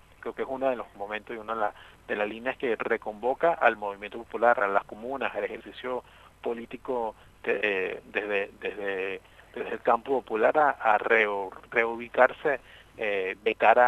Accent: Lara, Venezuela; yo soy del Estado Lara

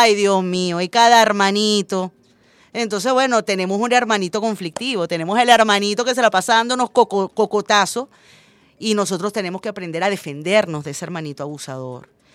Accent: Venezuela; Los venezolanos no tenemos por qué caerle bien a todo el mundo

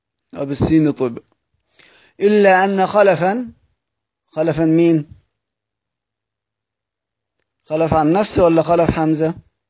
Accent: Egypt; هننتج لنا كلمة تانية إحنا كمصريين سهل بننطقها لأن إحنا متعودين على أصلا في اللغة بتاعتنا وفي اللهجة بتاعتنا

